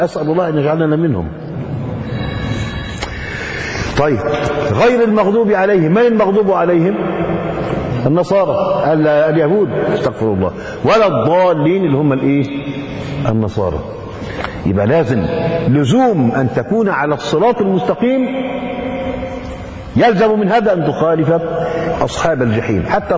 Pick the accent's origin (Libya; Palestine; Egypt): Egypt; المخيط الإبرة الكبيرة بيسموها عندنا في مصر نيبر